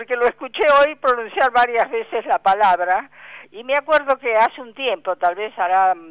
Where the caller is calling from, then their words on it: Buenos Aires, Argentina; de San Telmo.